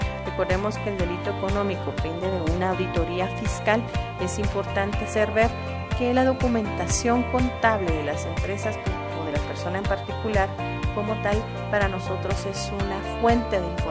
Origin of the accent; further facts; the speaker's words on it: Guatemala; de nuestro bienestar como ciudadanos guatemaltecos